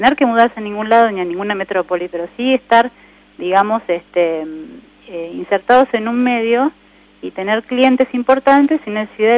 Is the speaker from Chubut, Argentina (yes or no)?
no; Buenos Aires, Argentina; now in Olavarría, Argentina; yo soy de Buenos Aires y hace muchos años ya vivo acá en Olavarría, hace 14 años